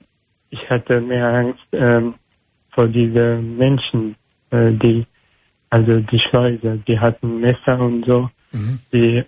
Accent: Afghanistan; German is a second language; now in Germany; Ich komme aus Afghanistan.

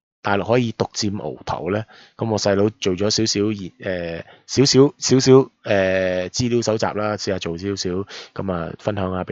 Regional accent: Guangzhou, Guangdong, China; 咁我广州人去西安做咩咧？

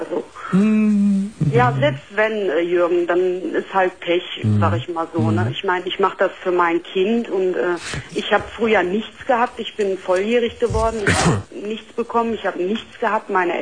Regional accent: Syria; Ja, weil ich bin komme aus einem Land, wo das nicht so üblich ist. Also ich bin gebürtige, ich komme aus Syrien

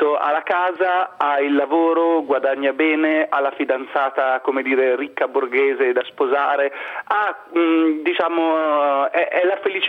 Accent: Milan, Lombardy, Italy; detto da milanese che ama Milano

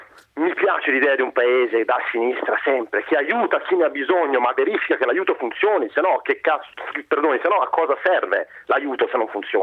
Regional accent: Milan, Lombardy, Italy; Io ho 34 anni, sono di Milano

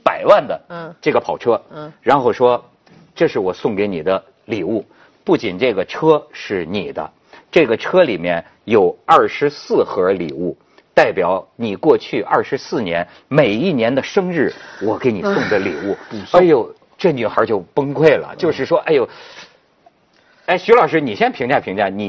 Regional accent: Shijiazhuang, Hebei, China; 哎，就说我老家吧，石家庄吧

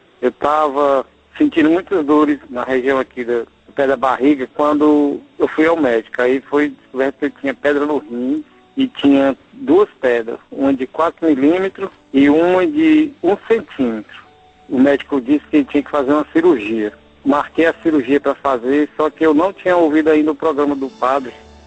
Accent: Fortaleza, Ceará, Brazil; sou de Fortaleza.

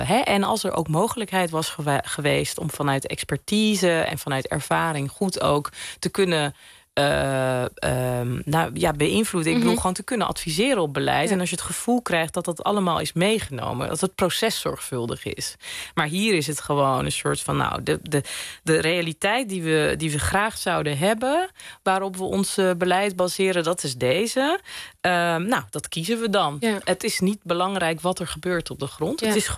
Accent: Zeeland, Netherlands; Ik ben zelf opgegroeid in Zeeland. Dus met heel weinig moslims om me heen.

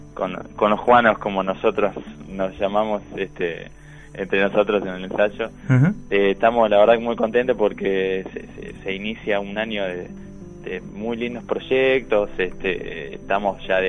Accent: Buenos Aires, Argentina; also born or lived in Santa Fe / Paraná / La Plata; nací en Santa Fe, sí. Pero bueno, me fui muy chiquito, hice el preescolar en Paraná, en Entre Ríos, y después me vine para Buenos Aires y después a La Plata.

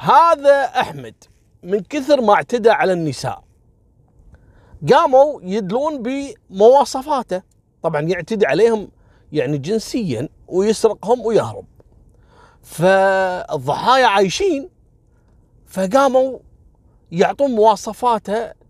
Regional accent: Kuwait; اللي كان أول عندنا في الكويت في مستشفى الفروانية

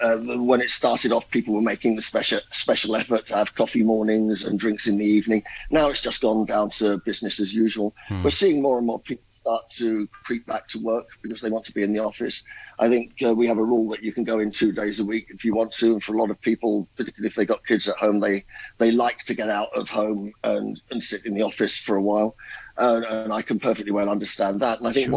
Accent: England, United Kingdom; For myself as an Englishman, I would only say this.

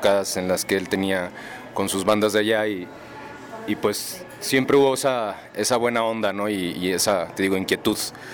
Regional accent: Monterrey, Nuevo León, Mexico; yo y Daniel, como ya habíamos dicho, somos de Monterrey, nos conocemos de ahí

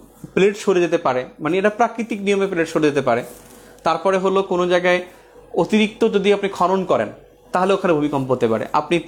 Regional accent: Patuakhali, Barisal Division, Bangladesh; আমার বাড়ি পটুয়াখালী

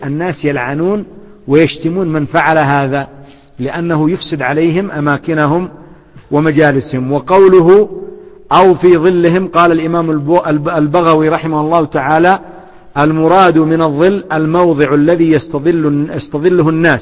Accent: Yemen; وإلى عهد قريب عندنا في اليمن وما زال عندنا في بلدي في بعض الأماكن ما زالت سواقي

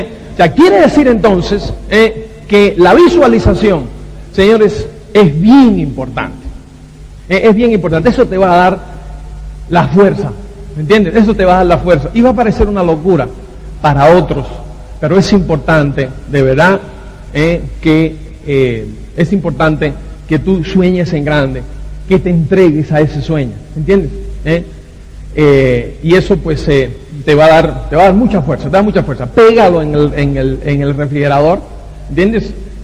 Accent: Cuba; Soy cubano, entonces pues yo no sé

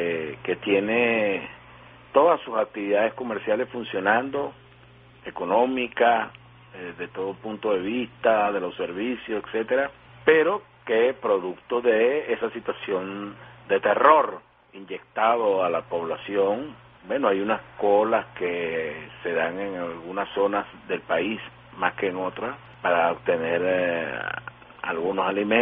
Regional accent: Venezuela; pues se emociona mucho como venezolano.

